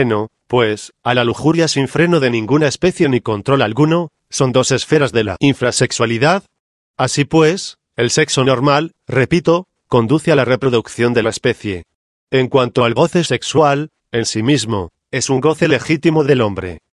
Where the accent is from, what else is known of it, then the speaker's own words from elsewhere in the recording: Michoacán, Mexico; also born or lived in Mexico City; Yo soy de Cotí, Michoacán, he vivido, más que todo, en otros lugares del Distrito Federal, he viajado también por algunos lugares fuera de nuestro país